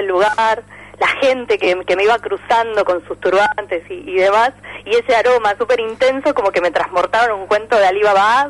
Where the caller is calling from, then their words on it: Floresta, Buenos Aires, Argentina; de Floresta.